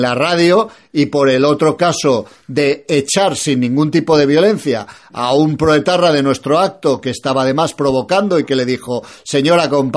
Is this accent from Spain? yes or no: yes; Spain; estoy en contra de cada día más influencia de la iglesia musulmana en mi país, y estoy en contra de los curas musulmanes en mi país